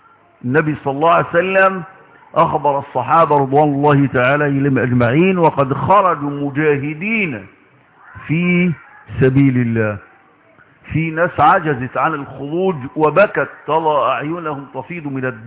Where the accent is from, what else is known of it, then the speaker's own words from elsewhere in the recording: Egypt; على بلدنا مصر